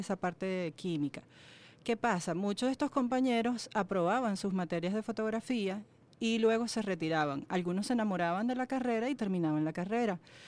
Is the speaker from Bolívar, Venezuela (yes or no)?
no; Zulia, Venezuela; vengo del Zulia